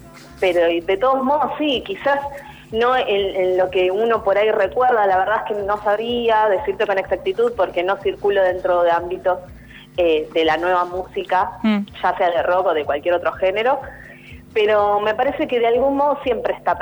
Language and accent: Spanish; Argentina; nosotros como sociedad argentina